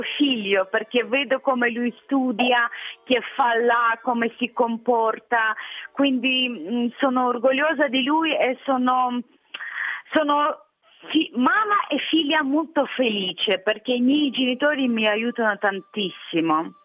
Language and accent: Italian; Sambir, Lviv Oblast, Ukraine; moved away as an adult; now in Italy; Sono originaria di Sambio, regione di Leopoli. Resisto in Italia già 7 anni.